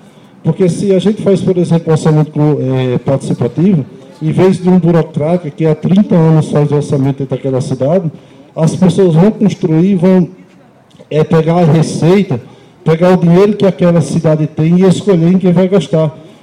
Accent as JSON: {"language": "Portuguese", "region": "Northeast Region", "country": "Brazil", "lives_now": "Cachoeira do Sul, Brazil", "said": "meu sotaque é um pouco diferente. Eu sou nordestino e atuo aqui no movimento comunitário. Em razão de fazer 13 anos que eu moro aqui na cidade de Cachoeira do Sul"}